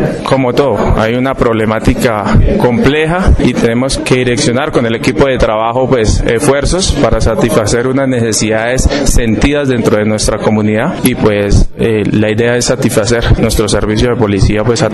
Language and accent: Spanish; Pacho, Cundinamarca, Colombia; Soy oriundo de Cundinamarca, de un municipio vecino, Epacho